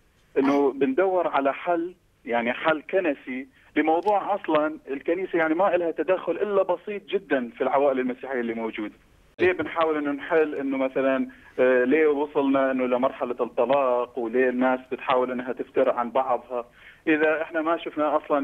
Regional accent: Iraq; now in Egypt; انا من العراق مقيم في مصر.

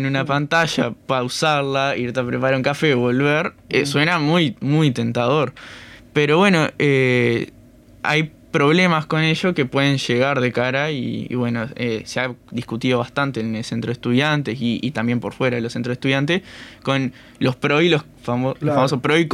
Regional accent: San José, Uruguay; yo que soy de San José, puedo votar en allá

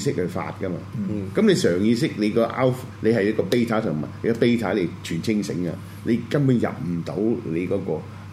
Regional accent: China; 我中國人嘅，我只能夠睇翻中國人嘅文化。

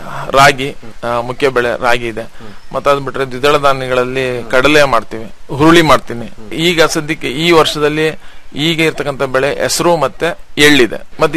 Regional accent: Sri Bidare, Karnataka, India; ನಂದು ಶ್ರೀ ಬಿದರೆ ಅಂತ ಹೇಳ್ಬಿಟ್ಟು, ಕಡೂರು ತಾಲೂಕು ಸಕರೆಪಟ್ಟಣ ಹೋಬಳಿ.

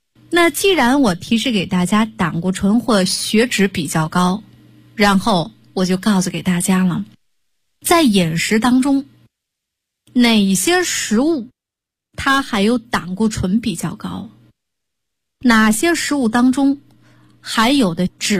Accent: Shandong, China; 说用我们山东人说的话，这样的人就是魔怔

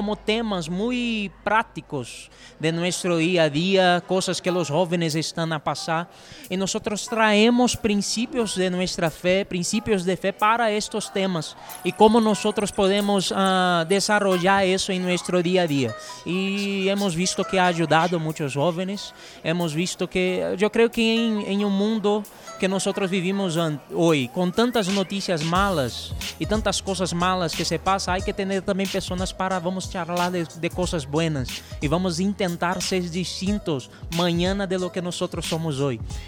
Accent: Brazil; Spanish is a second language; Yo soy misionero brasileño y estoy acá por eso.

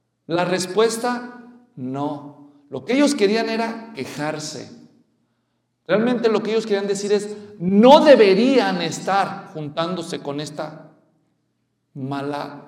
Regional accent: Guadalajara, Jalisco, Mexico; Yo ya sabía, porque yo soy de Guadalajara y empezaron ellos.

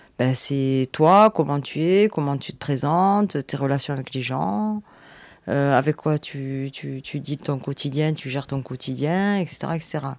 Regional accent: Marseille, Provence-Alpes-Côte d'Azur, France; je suis née à Marseille. Je suis née à Marseille, j'ai 47 ans. J'ai vécu plein d'époques de Marseille. Et voilà, je suis d'immigrée.

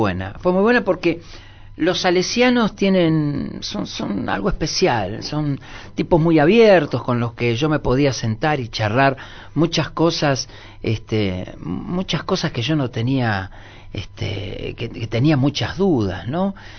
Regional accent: Buenos Aires, Argentina; Yo soy del barrio de San Telmo.

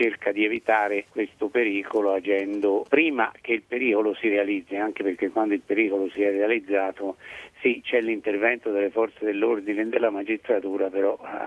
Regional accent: Lombardy, Italy; come italiani e come lombardi

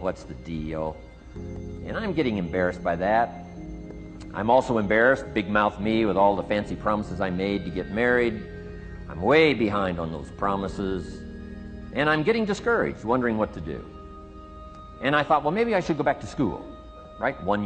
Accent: Idaho, United States; I grew up in Idaho, farm country, southwest corner of Idaho.

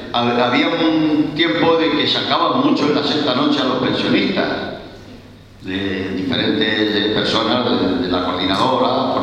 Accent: Madrid, Community of Madrid, Spain; Hola, buenos días. Yo soy de Villaverde y quiero saludar.

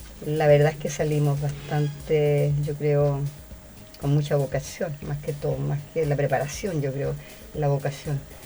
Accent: La Estrella, O'Higgins, Chile; ahí nacimos los 8 hermanos en La Estrella, mi tierra natal, vuelvo a reiterar.

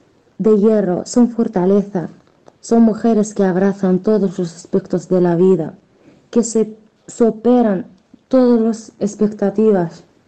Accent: Western Sahara; Afortunadamente, soy una mujer saharaui.

